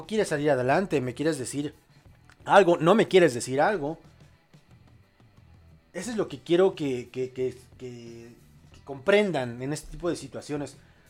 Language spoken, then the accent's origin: Spanish; Mexico; al menos en mi país, en México